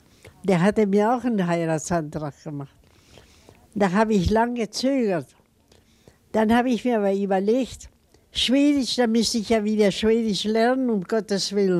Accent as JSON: {"language": "German", "town": "Iquique", "region": "Tarapacá", "country": "Chile", "tie": "born or raised there", "said": "In Chile, wo ich geboren bin, hatten wir ein großes Haus. Aber nachher haben wir ja hauptsächlich in Iquique gelebt. In der Salpeterstadt von Chile."}